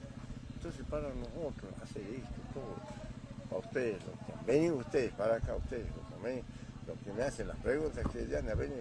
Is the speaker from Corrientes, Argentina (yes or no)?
no; Jujuy, Argentina; soy buen jujeño, tengo hijos, nietos, bisnietos, buenos jujeños. Por eso me siento orgulloso que soy jujeño y no salgo para ningún lado. Me vivo acá, me vivo en esta zona hermosa.